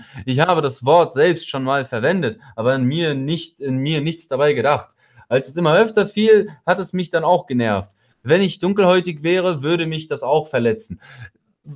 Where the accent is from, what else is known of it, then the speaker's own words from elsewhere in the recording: Russia; Ich komme ja aus Russland so